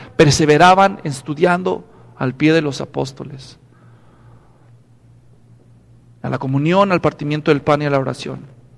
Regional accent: Mexico; born there; Hay, en mi país, donde yo nací, en México

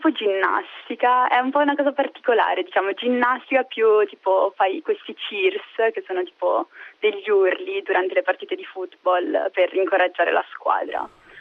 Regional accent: Como, Lombardy, Italy; Io vengo da Como.

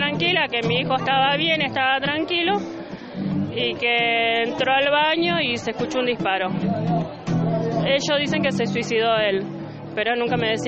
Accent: Villa Gobernador Gálvez, Santa Fe, Argentina; para poder velarlo en Villa Gobernador Gálvez, porque soy de Villa Gobernador Gálvez

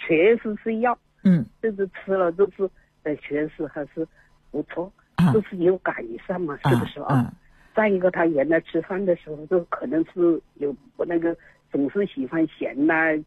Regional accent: Changsha, Hunan, China; now in Beijing, China; 我是长沙人，湖南的，

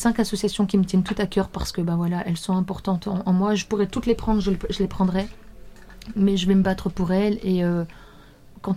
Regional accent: Mouscron, Wallonia, Belgium; Je suis de Moucron.

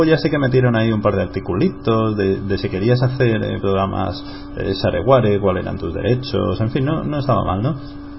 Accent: Alicante, Valencian Community, Spain; yo soy de Alicante

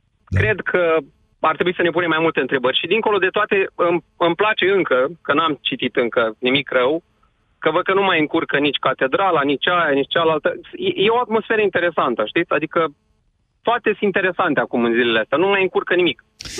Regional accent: Iași, Iași County, Romania; eu sunt din Iași

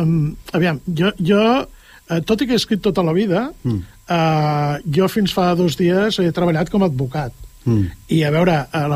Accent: Catalonia, Spain; jo soc català, soc d'aquells que diuen català pels quatre costats

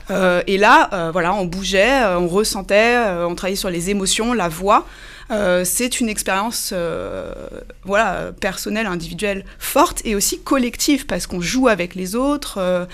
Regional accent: Cergy, Île-de-France, France; je suis une enfant du pays. J'ai grandi à Cergy, j'ai été élève au Laris, puis au Collège des Touleuses, puis au lycée Alfred Kessler.

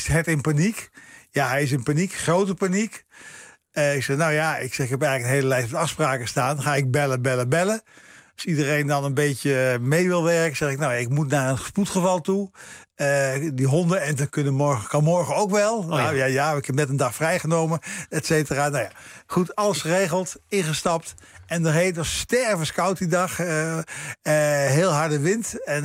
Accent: Veenendaal, Utrecht, Netherlands; Ja, Veenendaal. Een beetje het oosten, maar niet echt super oost.

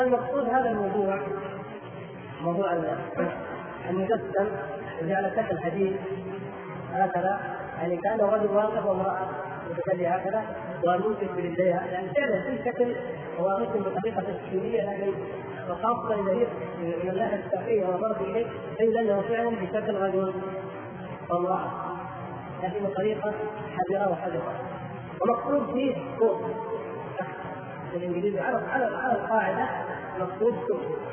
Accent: Riyadh, Riyadh Province, Saudi Arabia; أنا من إخوانكم من أهل الرياض

